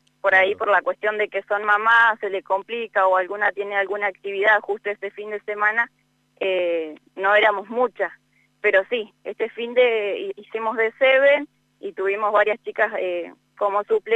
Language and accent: Spanish; Gobernador Duval, La Pampa, Argentina; este año estoy trabajando como coordinadora acá en mi pueblo, en Gobernador Duval.